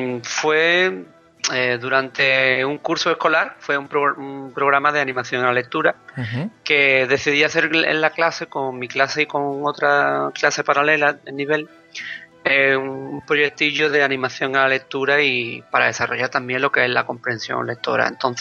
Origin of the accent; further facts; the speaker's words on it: Zaragoza, Aragon, Spain; os lo digo porque soy de Zaragoza, ¿no? Los dos.